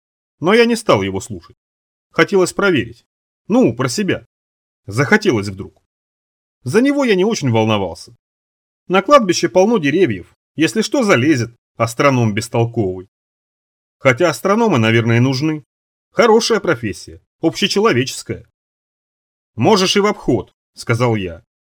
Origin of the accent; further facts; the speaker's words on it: Rybinsk, Yaroslavl Oblast, Russia; born there; Вот у нас, ну, там, где я родился, в Рыбинске почти, там совсем по-другому все, не так.